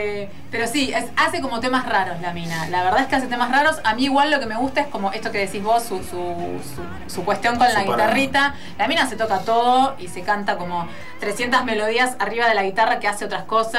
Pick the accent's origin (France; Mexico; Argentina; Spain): Argentina; Buenos Aires; No lo sé, porque yo soy de Floresta